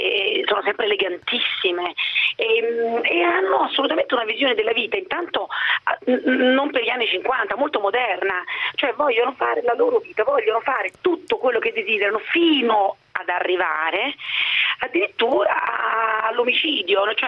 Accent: Naples, Campania, Italy; il fatto che sono napoletana, solare

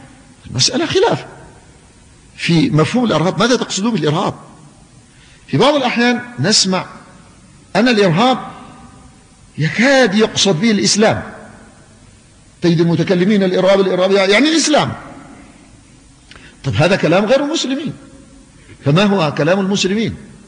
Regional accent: Yemen; فأنا مواطن يمني

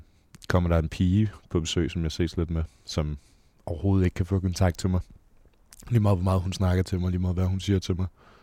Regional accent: Frederikssund, Capital Region of Denmark, Denmark; Jamen, jeg er født og opvokset i Frederikssund. Der boede jeg indtil jeg var cirka 20 år gammel. Flyttede jeg til Østerbro i en lille etværelses lejlighed op under et loft.

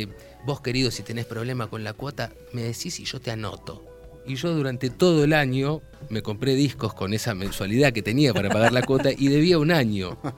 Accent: Castelar, Buenos Aires Province, Argentina; A ver, yo soy de Castelar.

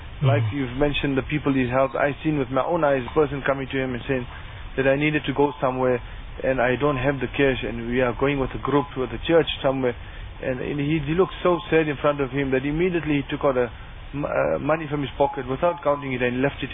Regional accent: Bethal, Mpumalanga, South Africa; I'm from Bethal.

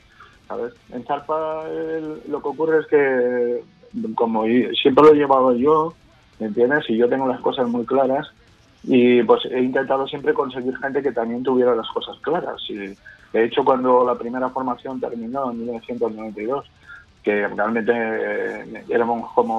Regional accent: Valencian Community, Spain; somos valencianos, ¿no?, un barrio de Madrid

